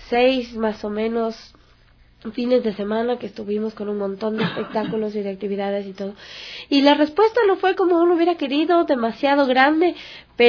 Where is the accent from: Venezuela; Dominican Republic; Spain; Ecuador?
Ecuador; Quito, Pichincha; como yo soy del sur de Quito, y viendo que allá en el sur justamente hace falta